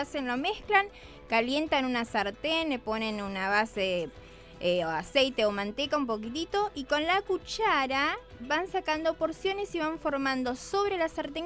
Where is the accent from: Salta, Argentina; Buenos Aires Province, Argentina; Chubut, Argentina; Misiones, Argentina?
Misiones, Argentina; yo me crié en Misiones, en el campo, entonces era más difícil el acceso a todo